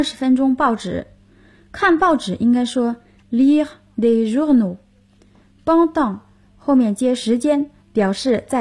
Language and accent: Chinese; China; 我们中国人说一日之计在于晨。